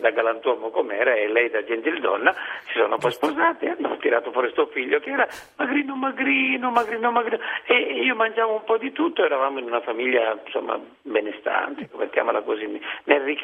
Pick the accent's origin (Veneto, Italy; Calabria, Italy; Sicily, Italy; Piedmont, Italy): Sicily, Italy; Rosolini; Sono di Rosolini, in provincia di Siracusa, praticamente, per chi non conoscesse la Sicilia, è attaccata a Noto, perché Noto la conoscono tutti.